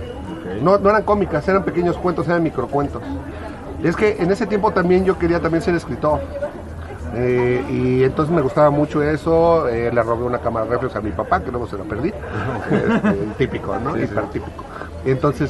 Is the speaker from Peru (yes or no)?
no; France; francés, ¿sí? Sí. Y los franceses saben quedar muy bien